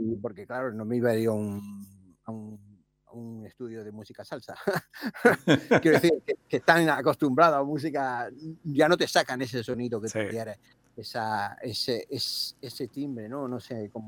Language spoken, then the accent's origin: Spanish; Barcelona, Catalonia, Spain; Nosotros somos de Barcelona